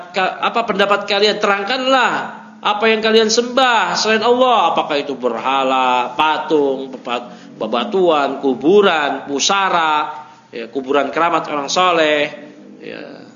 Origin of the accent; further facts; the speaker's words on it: Jakarta, Indonesia; Ya, padahal saya dari lahir di Jakarta. Masa kecil di Jakarta.